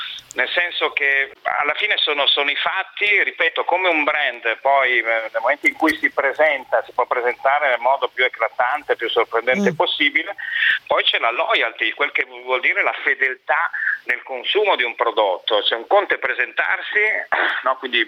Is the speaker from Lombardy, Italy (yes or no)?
no; Trieste, Friuli-Venezia Giulia, Italy; Ma mi viene da dire, sono triestino